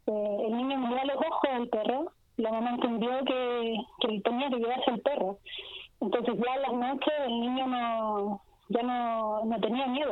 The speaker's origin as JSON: {"language": "Spanish", "town": "San Fernando", "region": "O'Higgins", "country": "Chile", "said": "yo soy de San Fernando, estuve acá también en la plaza con mis compañeras narradoras de San Fernando"}